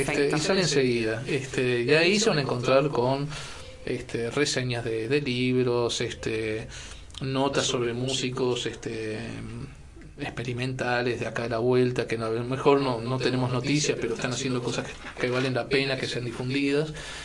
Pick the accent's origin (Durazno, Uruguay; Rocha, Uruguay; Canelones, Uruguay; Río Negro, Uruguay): Rocha, Uruguay; Chuy; also born or lived in Montevideo; Aunque mi condición de fronterizo, porque si bien nací en Montevideo, me crié en el Chuy, ¿no?